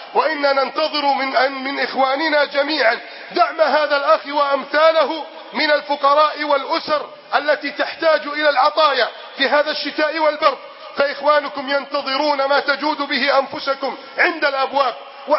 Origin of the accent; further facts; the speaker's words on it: Egypt; اللهم احفظ بلدنا مصر من كيد الكائدين